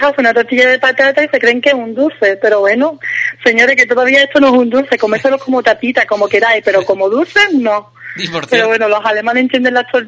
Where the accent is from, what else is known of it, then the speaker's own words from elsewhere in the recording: Spain; now in Germany; tú como española sabes que no es lo tuyo, entonces prefieres no comerlo